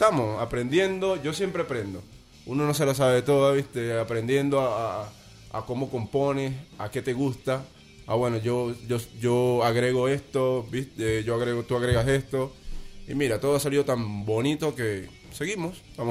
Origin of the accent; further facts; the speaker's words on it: Venezuela; now in Buenos Aires, Argentina; A raíz, viste, que me fui de Venezuela, Nederheim quedó paralizado